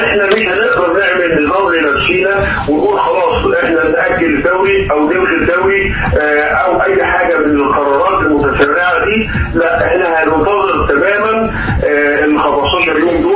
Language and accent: Arabic; Egypt; احنا عندنا في مصر الحالة شغالة كويس جدا